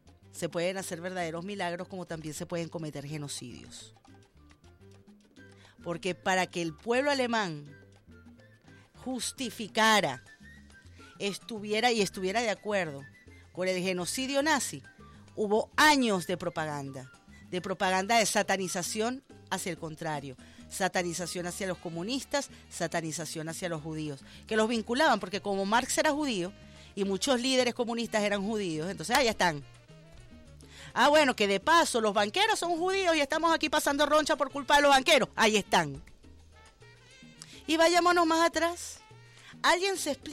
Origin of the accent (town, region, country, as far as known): Venezuela